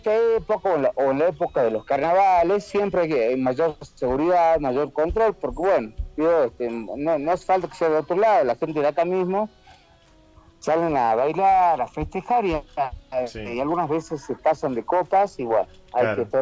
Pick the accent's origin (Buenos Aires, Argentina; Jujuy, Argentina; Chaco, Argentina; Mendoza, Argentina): Jujuy, Argentina; La Quiaca; yo soy acá de La Quiaca, provincia de Jujuy.